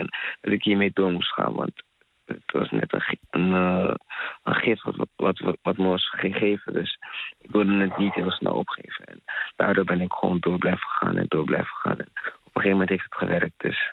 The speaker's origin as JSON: {"language": "Dutch", "country": "Ghana", "said": "Ik ben Ghanees. Dan praat ik het over de... Afrikaanse cultuur eigenlijk."}